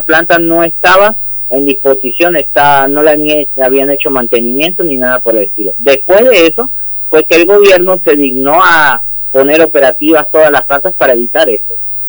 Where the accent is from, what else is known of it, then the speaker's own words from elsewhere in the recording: Venezuela; moved away as an adult; now in Tandil, Argentina; Bueno, yo vivo en Tandil y ya cumplí un año de vivir en Tandil. Yo me vine de Venezuela